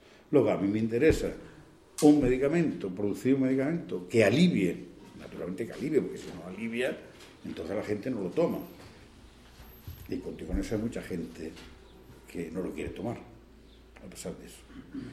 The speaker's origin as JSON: {"language": "Spanish", "region": "Andalusia", "country": "Spain", "said": "pero yo soy andaluz."}